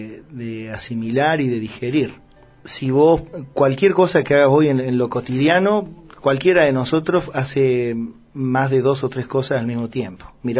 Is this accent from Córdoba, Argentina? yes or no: yes; Córdoba, Argentina; Bueno, yo que soy de Córdoba te digo que sí.